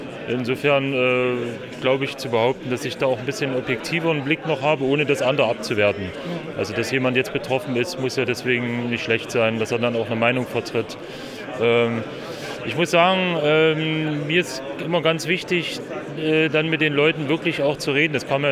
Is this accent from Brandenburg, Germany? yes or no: no; Saxony, Germany; Also ich komme aus dem Erzgebirge, bin extra hierher gefahren